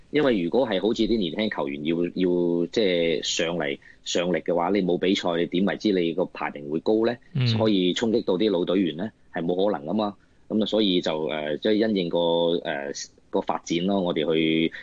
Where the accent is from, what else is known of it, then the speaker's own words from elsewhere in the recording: China; now in Hong Kong; 我哋咁啊，包括我都系内地过嚟嘅。咁但系因为我母语系广东话咧，就好多谢香港市民好容易接受到我啦